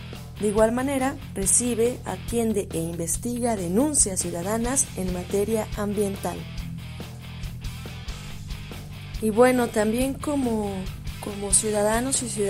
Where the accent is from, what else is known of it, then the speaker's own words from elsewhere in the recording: Mexico; Como mexicanos y mexicanas tenemos el privilegio de poseer una inmensa riqueza natural